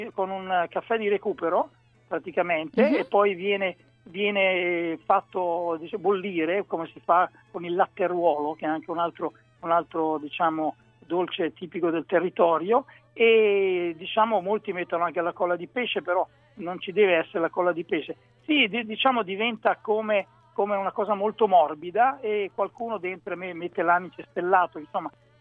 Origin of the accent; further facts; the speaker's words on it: Galeata, Emilia-Romagna, Italy; born there; sono nel cortile di una trattoria proprio in Romagna, vicino al mio paese natale, che si chiama Galeata